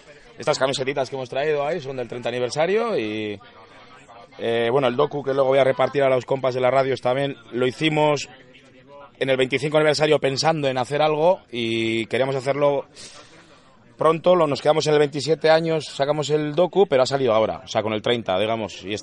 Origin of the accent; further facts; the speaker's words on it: Errenteria, Basque Country, Spain; Bueno, de Orereta, Errenteria, que está en Gipuzkoa, cerca de Donosti.